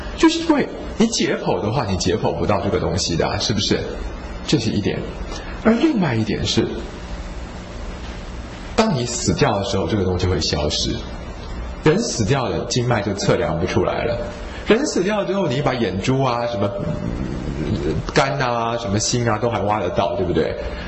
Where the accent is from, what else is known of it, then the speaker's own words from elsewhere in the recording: China; 我想我们中国人会认为说人在睡觉的时候你的灵魂是好